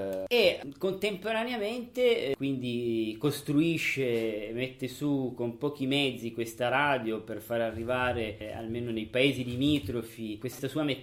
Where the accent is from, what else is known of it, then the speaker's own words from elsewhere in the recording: Sicily, Italy; originario della provincia di Palermo. I miei genitori sono entrambi nati a Partinico, un paese molto vicino al paese di Peppino Impastato.